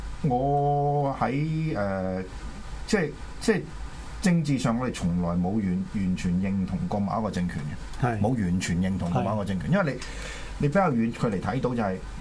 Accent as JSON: {"language": "Cantonese", "country": "China", "said": "究竟你講中國人，我係中國人，呢個係咩意思咧？"}